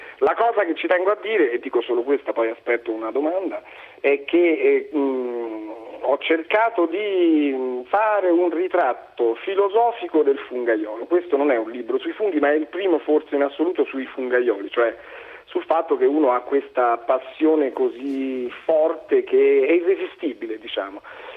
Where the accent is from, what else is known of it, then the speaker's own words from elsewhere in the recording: Vallinfreda, Lazio, Italy; una sera nel bar del mio paese che si chiama Alambrea in dialetto Vallinfreda chiacchieravamo